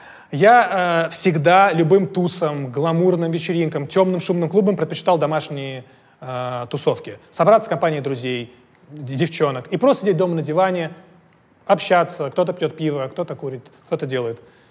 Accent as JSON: {"language": "Russian", "country": "Russia", "said": "Я же не из Америки, я же из России."}